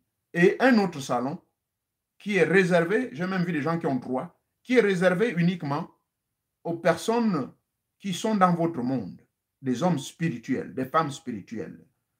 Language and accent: French; Gabon; now in United States; Chez nous en Afrique, au Gabon, il y en a. Au Congo, il y en a. Ici aux États-Unis, il y en a.